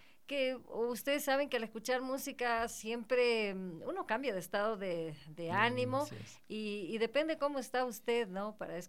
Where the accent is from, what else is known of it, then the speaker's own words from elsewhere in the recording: Ecuador; no deje lo nuestro, lo que nos identifica como ecuatorianos.